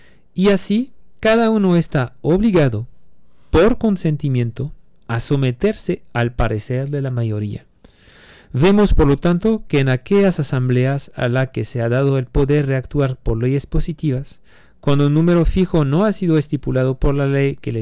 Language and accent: Spanish; France; Spanish is a second language; now in Mexico; Yo, siendo francés, no teniendo la nacionalidad mexicana, como quiera tengo que pagar impuestos como ustedes